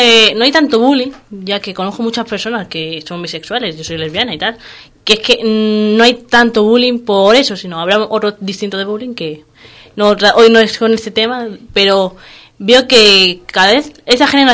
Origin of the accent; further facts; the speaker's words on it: Madrid, Community of Madrid, Spain; No, yo soy de Madrid.